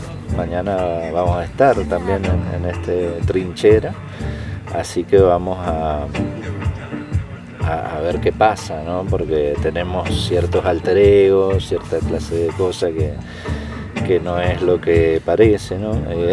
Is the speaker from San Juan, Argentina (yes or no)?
yes; San Juan, Argentina; Genial, bueno, yo soy de acá de San Juan, un poco nervioso también